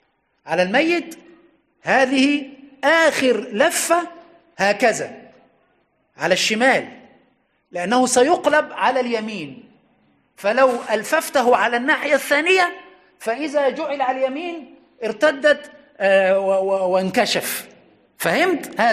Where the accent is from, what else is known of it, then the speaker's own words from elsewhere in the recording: Aswan, Aswan Governorate, Egypt; حتى عندنا في أسوان في أقصى الصعيد كانت المقابر